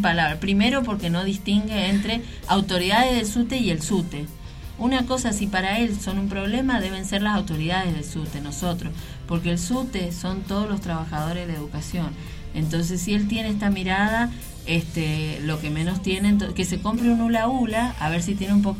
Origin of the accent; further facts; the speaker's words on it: Mendoza, Argentina; el problema que tenemos todos como mendocinos